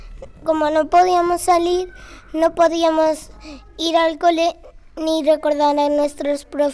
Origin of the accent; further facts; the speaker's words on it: Lucena, Andalusia, Spain; De Lucena.